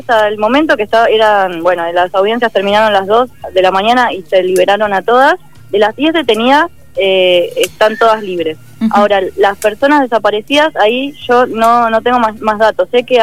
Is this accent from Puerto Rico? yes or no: no; La Plata, Buenos Aires Province, Argentina; yo tengo una matrícula de la provincia de Buenos Aires, yo soy de La Plata